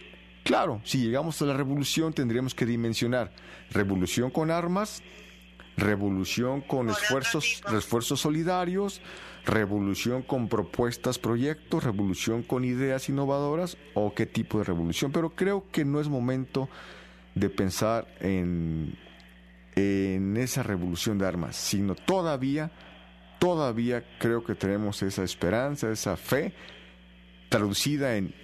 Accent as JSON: {"language": "Spanish", "country": "Mexico", "tie": "born or raised there", "said": "Por lo menos cuando éramos pequeños en México"}